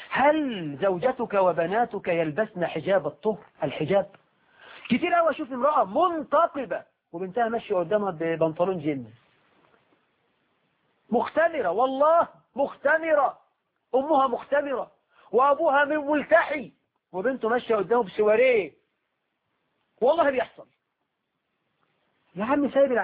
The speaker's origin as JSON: {"language": "Arabic", "country": "Egypt", "said": "وطيب عندنا في عرفنا كمصريين"}